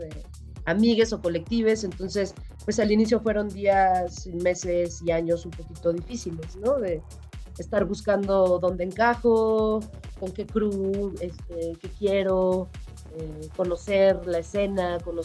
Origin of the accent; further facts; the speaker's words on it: Morelia, Michoacán, Mexico; also born or lived in Guadalajara, Mexico; Pero crecí en Morelia, Michoacán. Después me fui a estudiar la licenciatura allá en Guadalajara, Jalisco.